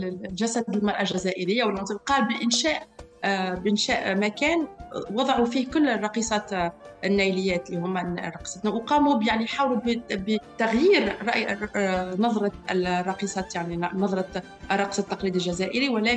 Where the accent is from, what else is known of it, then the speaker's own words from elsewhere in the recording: Tunisia; انا تربيت في تونس، تربيت على الاغاني … ، الاغاني والافلام المصريه